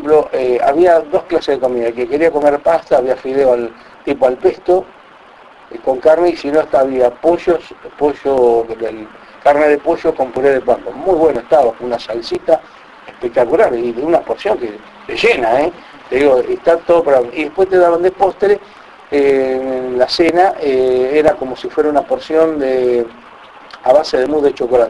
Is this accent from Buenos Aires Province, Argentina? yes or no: yes; Buenos Aires Province, Argentina; yo soy de la provincia de Buenos Aires, le digo, 250 kilómetros de Capital.